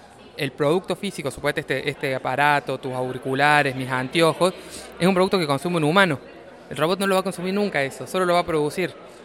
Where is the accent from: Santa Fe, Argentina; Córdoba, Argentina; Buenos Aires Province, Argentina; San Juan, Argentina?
Córdoba, Argentina; Bueno, yo soy de Córdoba, tenemos chicos en Tucumán y chicos en Nicaragua.